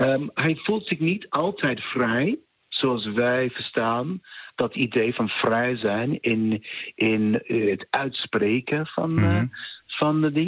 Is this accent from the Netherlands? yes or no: no; United Kingdom; Ik ben Brits, Europees.